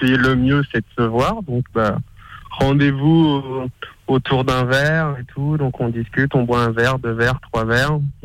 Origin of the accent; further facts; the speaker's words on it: Brittany, France; Bah, à la base, je suis breton